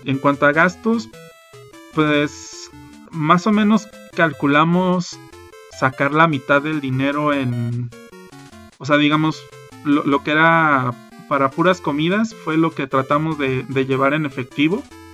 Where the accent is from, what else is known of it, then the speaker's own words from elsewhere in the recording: Mexico; algo en lo que nadie piensa cuando sale de viaje, sobre todo siendo mexicano, es chile.